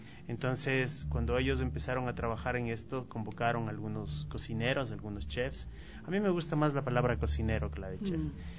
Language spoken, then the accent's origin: Spanish; Ecuador; Si somos cocineros ecuatorianos, tenemos que cocinar cocina ecuatoriana.